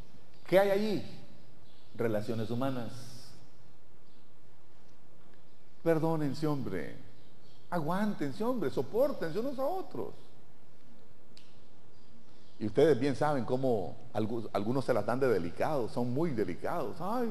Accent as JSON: {"language": "Spanish", "country": "Nicaragua", "said": "así como nicaragüenses estamos regidos por la Constitución de la República"}